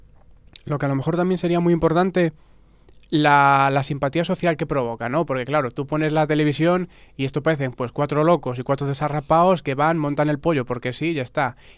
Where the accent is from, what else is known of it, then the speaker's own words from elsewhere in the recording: Ciudad Real, Castilla-La Mancha, Spain; now in Asturias, Spain; Yo soy de Ciudad Real y digamos que es un sistema de propiedad mucho, mucho más distinto que la que hay en Asturias.